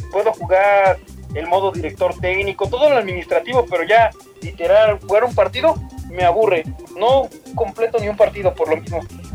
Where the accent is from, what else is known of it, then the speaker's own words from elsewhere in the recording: State of Mexico, Mexico; Soy originario de la ciudad, del Estado de México.